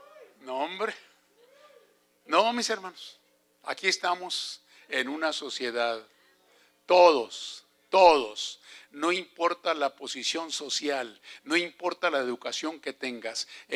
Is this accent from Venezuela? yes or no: no; Mexico; now in United States; yo soy mexicano.